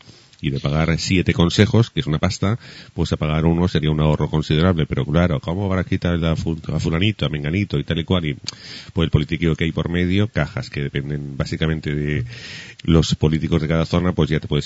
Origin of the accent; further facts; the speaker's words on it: Huesca, Aragon, Spain; Huesca tendrá pues como 40 y pico mil habitantes, que es de donde yo soy